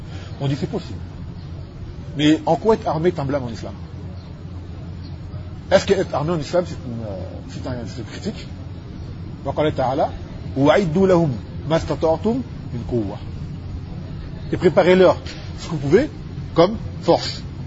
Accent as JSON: {"language": "French", "country": "Martinique", "said": "Je ne suis pas d'origine yéménite, je suis martiniquais, d'accord."}